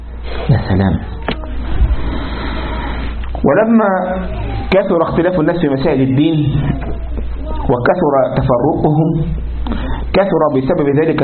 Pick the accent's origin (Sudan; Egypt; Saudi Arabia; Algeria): Egypt; كان في واحد عندنا في مصر